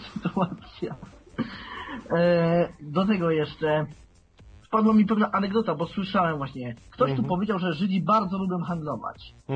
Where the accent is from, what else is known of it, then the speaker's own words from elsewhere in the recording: Żywiec, Silesian Voivodeship, Poland; Wiesz, pochodzę z Żywca